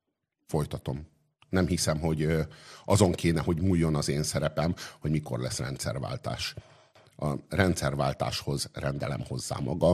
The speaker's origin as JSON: {"language": "Hungarian", "region": "Budapest", "country": "Hungary", "tie": "born or raised there", "said": "Én megtettem egy ajánlatot a budapestieknek, egyrészt azért, hogy a szülővárosomból kihozzuk azt, ami benne"}